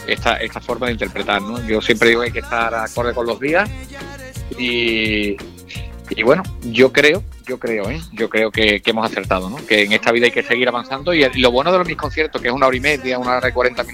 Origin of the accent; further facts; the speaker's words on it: Andalusia, Spain; de andaluz y ejerzo de andaluz, ¿no? Y esté en Madrid, esté en Barcelona, en París, en Nueva York o en Londres, donde haya ido siempre he ejercido como andaluz y orgulloso, ¿no?, de mi tierra.